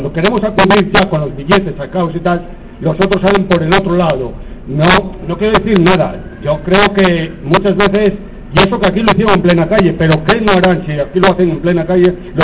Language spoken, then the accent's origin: Spanish; Madrid, Community of Madrid, Spain; yo soy de Carabanchel.